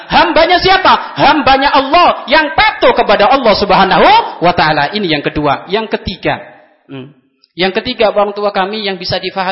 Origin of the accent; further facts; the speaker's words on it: Buyut, Indonesia; saya dari Buyut enggak jauh ke sini.